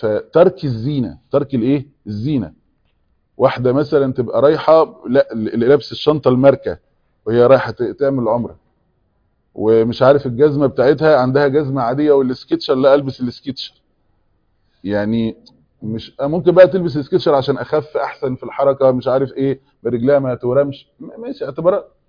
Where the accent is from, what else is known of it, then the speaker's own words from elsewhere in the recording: Egypt; عندنا في مصر